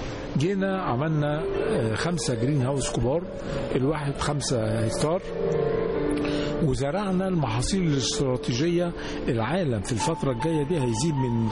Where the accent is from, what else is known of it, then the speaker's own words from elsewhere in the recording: Aswan, Aswan Governorate, Egypt; يا فندم احنا عندنا في أسوان